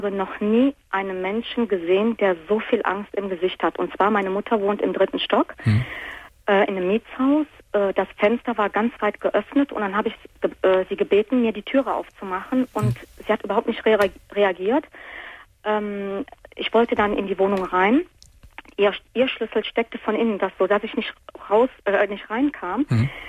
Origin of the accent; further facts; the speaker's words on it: Italy; Richtig, ich bin Italienerin, genau.